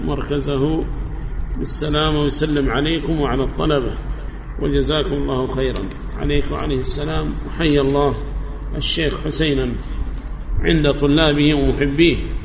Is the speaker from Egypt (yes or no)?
no; Yemen; سواء كان عندنا في اليمن أو في جهات أخرى من بلاد الله الواسعة